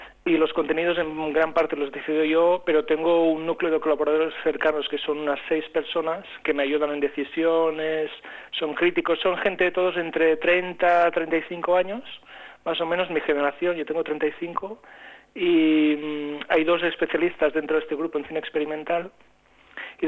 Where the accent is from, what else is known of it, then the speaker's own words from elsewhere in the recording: Catalonia, Spain; pedir dinero a la gente es algo que a mí, aun siendo catalán, me cuesta mucho.